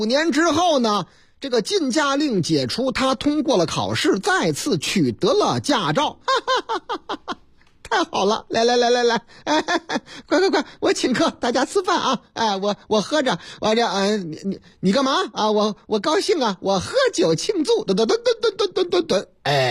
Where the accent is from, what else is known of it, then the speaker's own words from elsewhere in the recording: Henan, China; 在我老家河南那个地方，